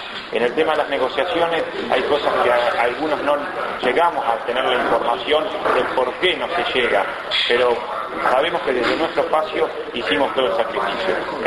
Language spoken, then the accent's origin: Spanish; Azul, Buenos Aires Province, Argentina; de la Ciudad Azul, concejal actualmente por segundo mandato consecutivo.